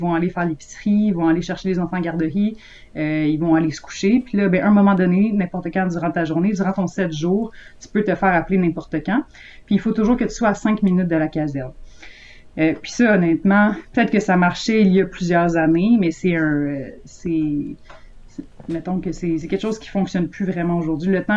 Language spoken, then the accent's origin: French; La Tuque, Quebec, Canada; si tu vas à la TUC, ma ville natale